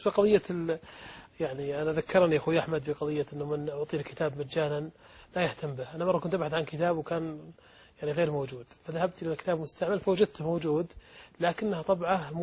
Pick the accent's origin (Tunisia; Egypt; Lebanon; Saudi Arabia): Saudi Arabia; وعندنا في السعودية أيضا